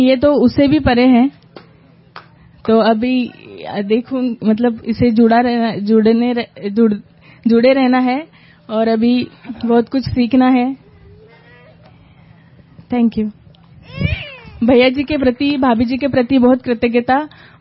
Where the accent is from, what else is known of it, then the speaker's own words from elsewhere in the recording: Yavatmal, Maharashtra, India; now in Kolhapur, India; और मैं बेसिकली यवतमाल से हूँ लेकिन अब कोल्हापुर में रह रही हूँ महाराष्ट्र।